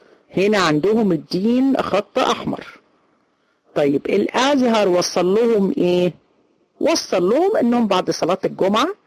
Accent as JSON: {"language": "Arabic", "country": "Egypt", "said": "احنا عندنا في مصر الامية 60%، 60% في مصر لا يقرأوا ولا يكتبوا"}